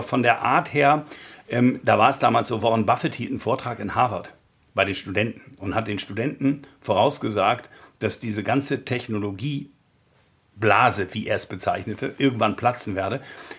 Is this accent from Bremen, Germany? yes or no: yes; Bremen, Germany; born there; also born or lived in Hamburg; Moin Moin ist auch meine Begrüßung, denn ich bin gebürtiger Bremer, habe lange in Hamburg gewohnt. Also das Norddeutsche ist auch das, was in meinem Blute liegt